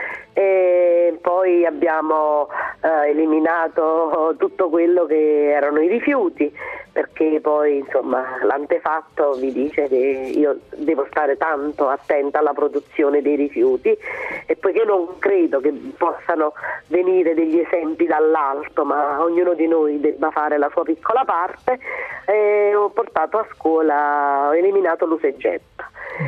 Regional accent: Campania, Italy; moved away; alla mia terra, che è la terra dei fuochi, dove, insomma, da dove sono andata via perché mi sembrava che tutto fosse purtroppo irreparabile.

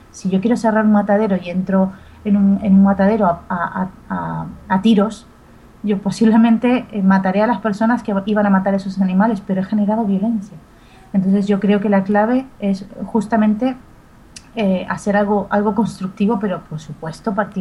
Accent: Argentina; y yo además vengo de la República Argentina, que otra cosa no, pero vacas se comen

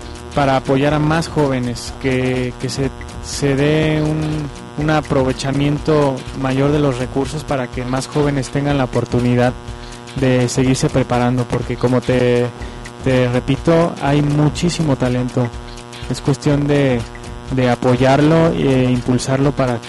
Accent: Mexico; siendo mexicano y teniendo el corazón mexicano.

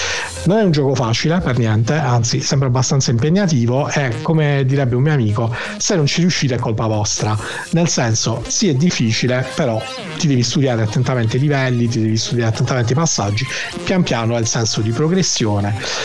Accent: Apulia, Italy; Avete ragione, ragazzi, sono pugliese, perdonate, ho questa inflessione orrenda.

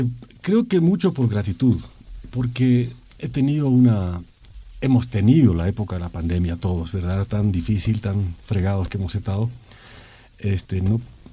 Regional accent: Cochabamba, Bolivia; Eso siento allá en mi ciudad, en Cochabamba, cosa que no siento en La Paz

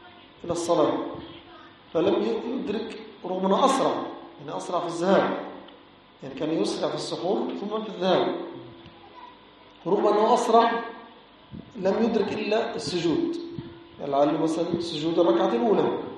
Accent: Egypt; now in Nouakchott, Mauritania; وهذا عندنا في مصر

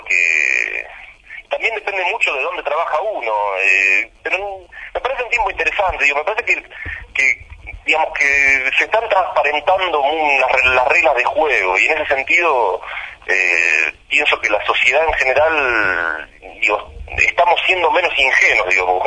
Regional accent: Bahía Blanca, Buenos Aires Province, Argentina; Yo soy de Bahía Blanca.

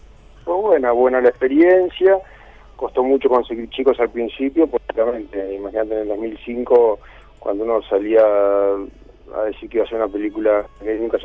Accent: Argentina; Sí, soy argentino.

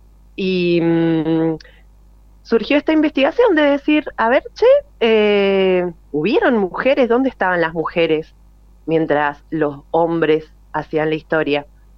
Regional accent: Mendoza, Argentina; como yo soy mendocina

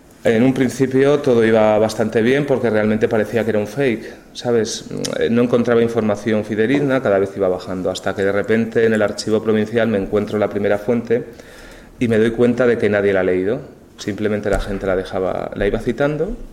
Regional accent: León, Castile and León, Spain; soy de aquí de León

